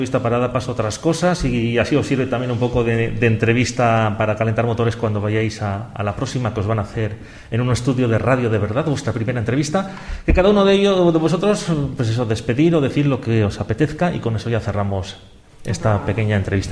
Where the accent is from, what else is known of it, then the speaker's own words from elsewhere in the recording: Nájera, La Rioja, Spain; Mira, pues estamos nosotros, que somos de La Rioja, de Nájera.